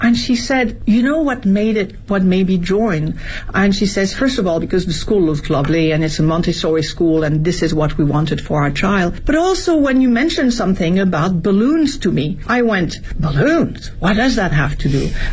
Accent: France; English is a second language; now in Beijing, China; My environment, as I was growing up in France, we never would have questioned it.

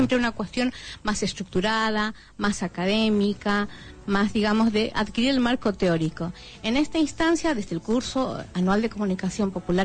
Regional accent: Bolivia; moved away; soy parte de la red de comunicadores migrantes, soy boliviana, hace 27 años que estoy en el país

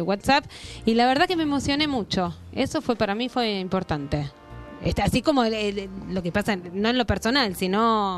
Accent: Argentina; A mí me movilizó mucho como argentina, como católica que soy, que nuestro Papa sea argentino.

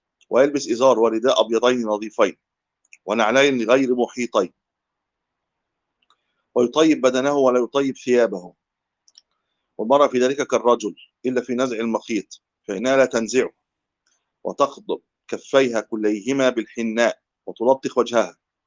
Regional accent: Egypt; تجد النساء عندنا في مصر لما يذهبوا للحج

